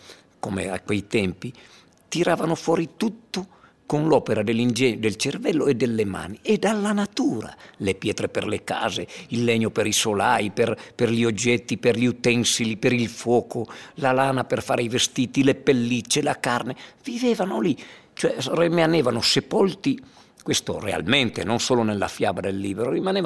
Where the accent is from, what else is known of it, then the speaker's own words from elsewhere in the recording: Erto, Friuli-Venezia Giulia, Italy; Io sono rimasto nel mio paese, a parte che poi questo racconto, tra le righe, non è altro che la storia della mia gente, del mio popolo ertano